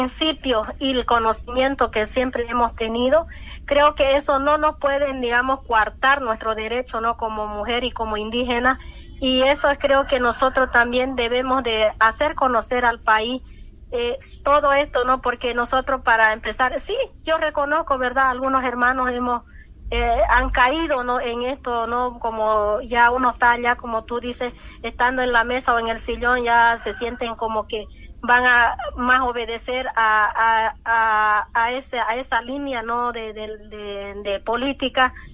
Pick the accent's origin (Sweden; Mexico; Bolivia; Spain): Bolivia; cuando todos lo sabemos como bolivianos.